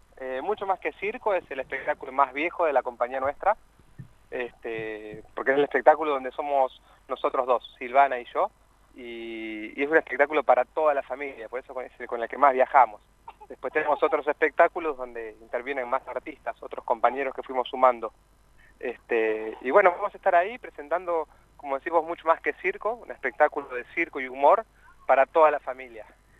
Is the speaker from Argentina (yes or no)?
yes; Buenos Aires, Argentina; somos cordobeses truchos. Nosotros somos de Buenos Aires y estamos viviendo en la sierra, cerquita de Carlos Paz, hace ya 8 años.